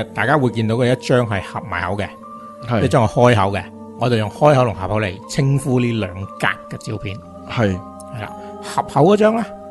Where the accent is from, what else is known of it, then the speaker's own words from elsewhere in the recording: China; 咁就中东人其实一般眼窝比我哋中国人深好多